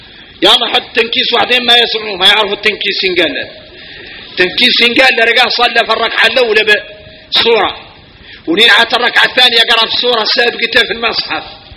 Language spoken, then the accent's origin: Arabic; Mauritania; احنا موريتاني فينا الغرائب والعجائب